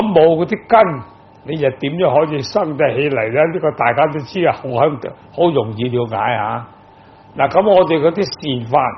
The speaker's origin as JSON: {"language": "Cantonese", "country": "Hong Kong", "said": "我哋香港人就好善心嘅"}